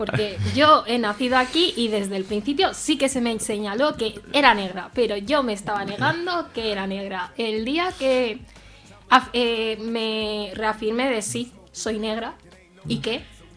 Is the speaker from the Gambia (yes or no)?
yes; Gambia; una asociación de mujeres gambianas de zona rural de mi país de origen